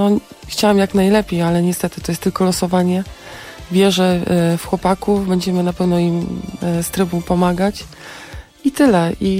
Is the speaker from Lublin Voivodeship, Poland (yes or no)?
no; Warsaw, Masovian Voivodeship, Poland; ja w ogóle się urodziłam na Bemowie. Może nie urodziłam, ale mieszkałam tam całe dzieciństwo